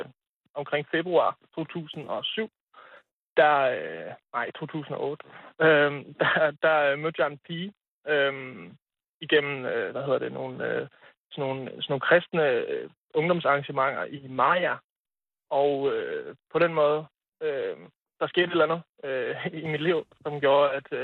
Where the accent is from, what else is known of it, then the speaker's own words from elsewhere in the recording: Hadsund, North Denmark Region, Denmark; now in Herning, Denmark; Jeg er flyttet til Herning. Jeg kommer oprindeligt fra Nordjylland.